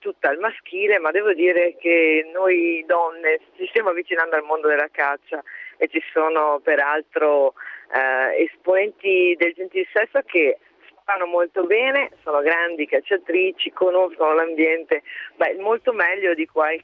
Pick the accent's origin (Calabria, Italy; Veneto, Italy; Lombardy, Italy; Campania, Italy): Veneto, Italy; Vicenza; io le do da vicentina